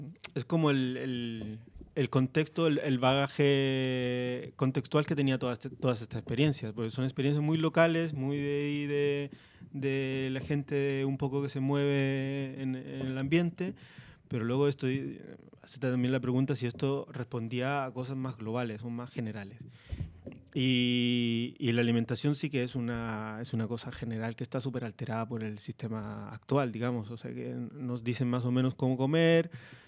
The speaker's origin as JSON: {"language": "Spanish", "town": "Parral", "region": "Maule", "country": "Chile", "said": "Sí, de un pueblito que se llama Parral."}